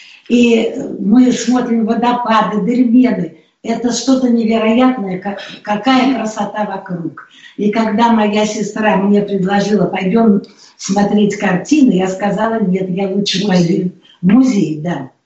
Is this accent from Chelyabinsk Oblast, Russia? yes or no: no; Saint Petersburg, Russia; Потому что сама я родилась в Ленинграде. Это город все знают, что он прекрасный. Да, я там родилась и выросла